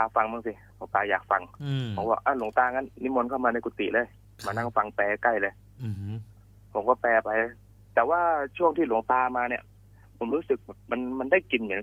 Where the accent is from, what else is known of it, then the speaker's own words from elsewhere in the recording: Trat, Thailand; ตอนที่อยู่จังหวัดตราดเนี่ยครอบครัวผมค่อนข้างจะยากจนนะครับก็เลยบวชเรียนครับไปบวชเรียนที่วัดในจังหวัดตราด